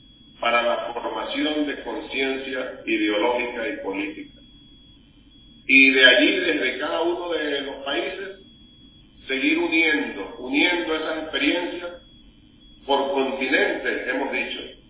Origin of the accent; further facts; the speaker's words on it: Venezuela; ¿Por qué es tan importante para nosotros, como venezolanos y venezolanos, venezolanos y venezolanas, y más allá, como integrantes de la patria grande